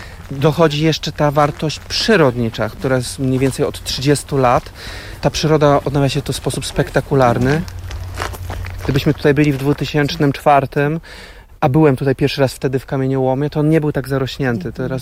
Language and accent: Polish; Poznań, Greater Poland Voivodeship, Poland; Wychowywałem się w Poznaniu na nieużytku. To była rezerwa pod inwestycję tramwajową.